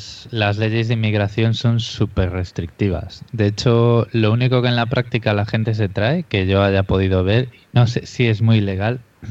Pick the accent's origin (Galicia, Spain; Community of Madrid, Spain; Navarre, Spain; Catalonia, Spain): Galicia, Spain; now in Australia; las patatas de Shinzo, que está cerca de Vigo, que es de donde soy yo, son muy, muy buenas.